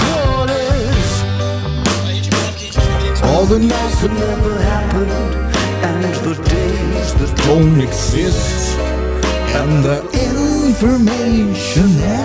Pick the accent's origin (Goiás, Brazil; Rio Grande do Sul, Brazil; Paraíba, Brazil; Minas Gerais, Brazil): Minas Gerais, Brazil; Não, eu sou mineiro, eu falo seis.